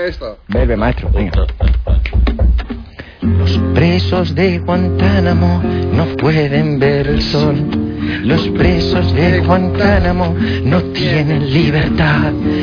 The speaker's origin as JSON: {"language": "Spanish", "town": "Manresa", "region": "Catalonia", "country": "Spain", "said": "Ah, vale. Soy de Manresa."}